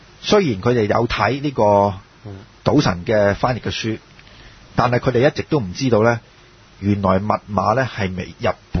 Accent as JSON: {"language": "Cantonese", "country": "China", "said": "咁但係作為中國人咧，其實我哋要問一個問題"}